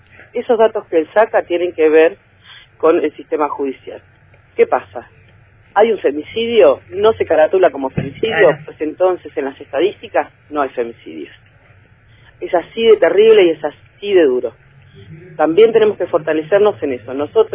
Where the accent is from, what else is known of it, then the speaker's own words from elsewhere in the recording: Bariloche, Río Negro, Argentina; Porque este es mi pueblo. Yo puedo hablar desde acá, podemos tener una mirada provincial